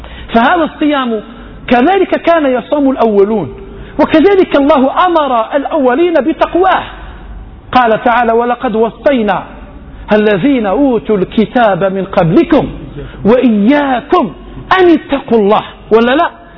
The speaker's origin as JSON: {"language": "Arabic", "country": "Algeria", "said": "احنا فشات مش غير عندنا بالجزائر"}